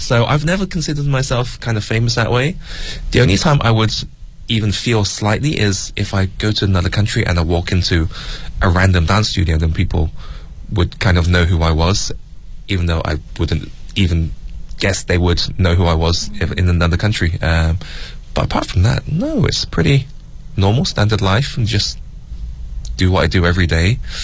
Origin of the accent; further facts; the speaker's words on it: England, United Kingdom; growing up in England and in a small white city as a Chinese person